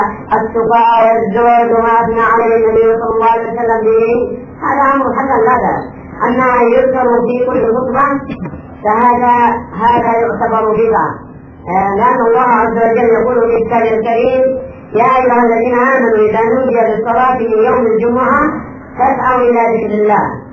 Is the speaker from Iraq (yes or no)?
no; Yemen; وهذا نصام ايضا بين الشيعه عندنا في اليمن وبين اهل السنه الشافعيه،